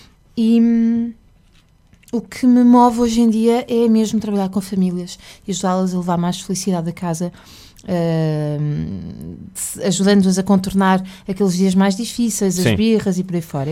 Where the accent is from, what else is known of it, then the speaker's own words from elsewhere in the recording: Porto, Portugal; venho do Porto, tenho dois filhos.